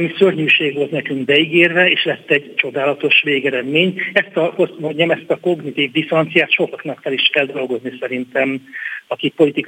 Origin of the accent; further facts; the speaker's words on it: Budapest, Hungary; én itt nőttem fel a idevezető utcában, ide jártam az Istvánba, itt vagyok több mint 15 éve a tétműben, tehát meg az életem fizikailag is nagyon erősen kötődik a ligetet környékéhez